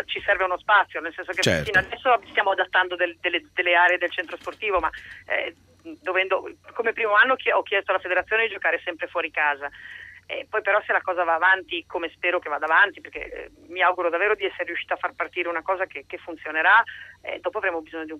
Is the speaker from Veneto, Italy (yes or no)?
no; Genoa, Liguria, Italy; La mia solidarietà alla tifosa genovana di prima, che sono genovese anch'io.